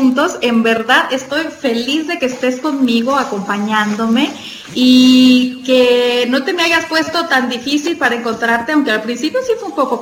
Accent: Guadalajara, Jalisco, Mexico; Yo soy de Guadalajara, Jalisco.

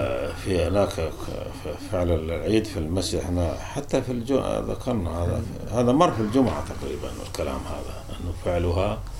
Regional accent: Syria; في ناس عندنا في سوريا حتى هنا

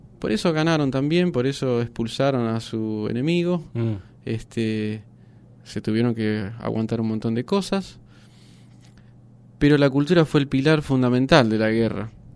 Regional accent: Buenos Aires, Argentina; born there; also born or lived in Japan; yo vengo de vivir en otros lados también. Nací en Buenos Aires, viví 12 años en Japón

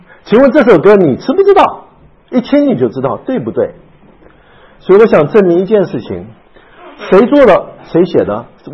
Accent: China; 这个诗跟我们中国人诗不太一样

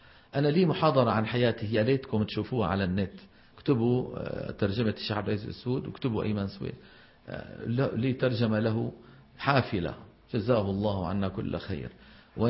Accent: Levant, Syria; يعني هذا الموضوع مو معروف عندنا في الشام

